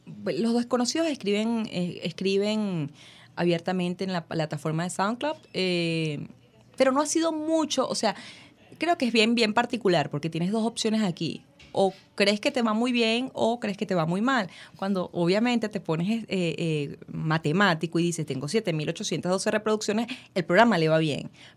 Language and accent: Spanish; Caracas, Capital District, Venezuela; Como buena venezolana y caraqueña, me reí, porque pensé que me estaba echando broma.